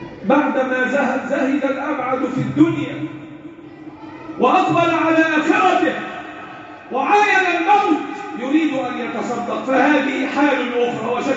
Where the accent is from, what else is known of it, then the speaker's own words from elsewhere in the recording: Egypt; اللهم احفظ بلدنا مصر وسائر بلاد